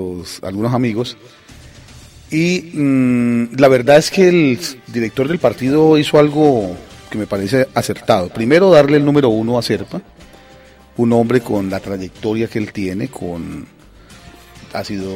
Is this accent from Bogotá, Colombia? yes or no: no; Pradera, Valle del Cauca, Colombia; Pradera Valle, Pradera en la Valle. Infancia, donde todo el mundo me saluda, nos abrazamos